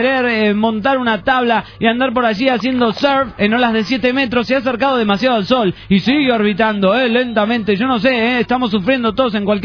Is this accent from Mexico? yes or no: no; Venezuela; bueno, como venezolana que soy, quiero que este año venidero nos traiga cosas buenas para todos. Una de las cosas más importantes es que se solucionen los problemas en mi país